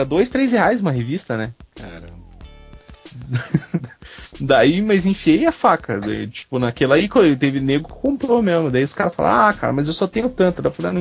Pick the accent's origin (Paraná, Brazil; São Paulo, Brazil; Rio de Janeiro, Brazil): Paraná, Brazil; Curitiba; que eu sou nascido e criado em Curitiba, cara.